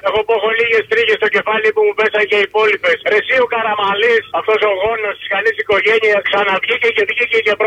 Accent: Eastern Macedonia and Thrace, Greece; από ό,τι βλέπεις στα μέρη μου εκεί πάνω, ειδικά ο τιμημένος Εύρος, που είναι και αρσενικός νομός

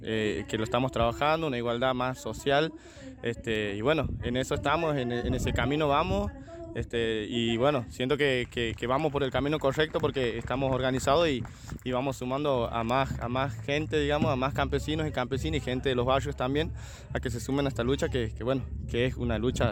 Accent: Añatuya, Santiago del Estero, Argentina; de Añatuya … soy de la central de Añatuya, una comunidad campesina que se llama Símbolo Bajo.

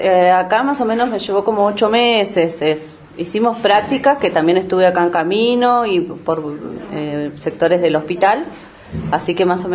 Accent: Bariloche, Río Negro, Argentina; Soy de acá de Bariloche. Estudié el primario, lo hice en la escuela 320, el secundario en el SEM 33.

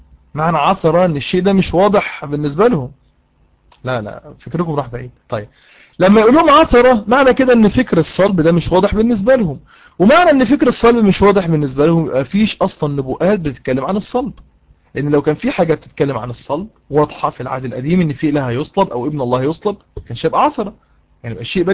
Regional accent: Egypt; احنا عندنا في مصر القاتل بيتعدم

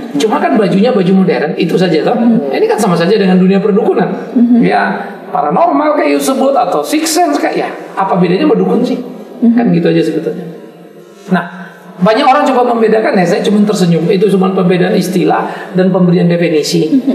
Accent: Sumatra, Indonesia; saya ini anak desa, anak kampung yang di desa saya dulu di Sumatera itu namanya dukun-dukun

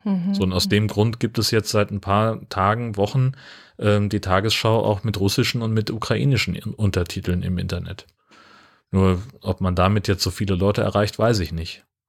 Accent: Hesse, Germany; ich bin auf dem Dorf groß geworden in Hessen. Meine Eltern sind da auch nach 40 Jahren immer noch die Zugezogenen.

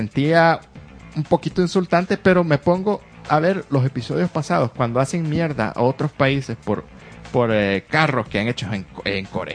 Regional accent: Mexico; No representa tampoco lo que somos realmente los mexicanos.

